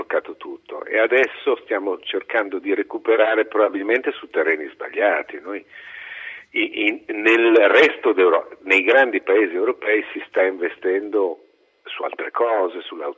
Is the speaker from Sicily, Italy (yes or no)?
no; Milan, Lombardy, Italy; now in Rome, Italy; io sono milanese, sono lombardo, E tutte le volte, abito a Roma da anni, tutte le volte che torno al nord